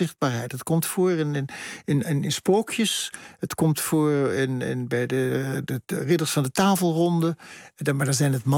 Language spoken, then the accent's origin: Dutch; Bergen aan Zee, North Holland, Netherlands; En als kind in Berg aan Zee sprak je een soort kalte kiep van Duits.